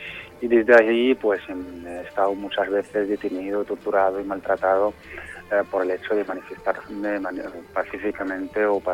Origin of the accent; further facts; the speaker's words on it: Laayoune, Western Sahara; yo soy de la zona ocupada, soy de la capital del Sahara Occidental, soy de la Ayun. Uh-huh. Nací en los 88